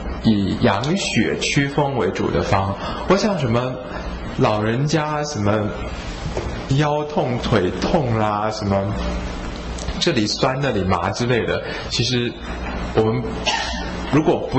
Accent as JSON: {"language": "Chinese", "country": "Taiwan", "said": "那一般我们台湾人是比较撑不住一点。"}